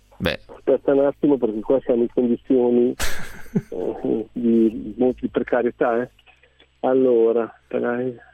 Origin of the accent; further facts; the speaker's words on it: Emilia-Romagna, Italy; Io sono nato in provincia di Modena, nell'Appennino modenese, e fino a 27 anni ho vissuto lì, ho frequentato il bar del paese